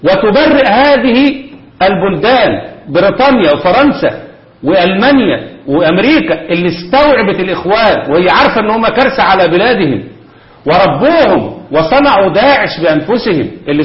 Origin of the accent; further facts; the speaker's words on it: Egypt; ده اللي بيحصل عندنا في مصر، بس هنا مصر خدت الدرس.